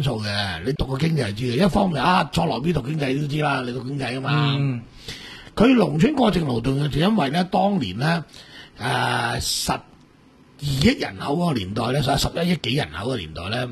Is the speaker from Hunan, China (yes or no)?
yes; Hunan, China; 譬如我是湖南人，我是我認识得几个湖南仔都是走嚟广州当兵